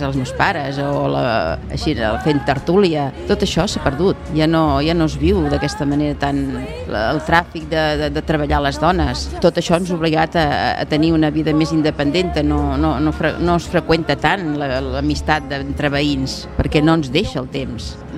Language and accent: Catalan; Cerdanyola, Catalonia, Spain; tinc 57 anys. He nascut aquí a Cerdanyola i també he viscut a Cerdanyola. He nascut aquí a Cerdanyola, al carrer Sant Ramon, a casa dels meus avis.